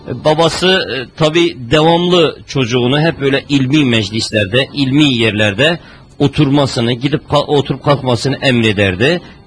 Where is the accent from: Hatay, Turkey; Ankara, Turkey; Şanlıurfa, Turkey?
Şanlıurfa, Turkey; sonra doğduğum, büyüdüğüm yerler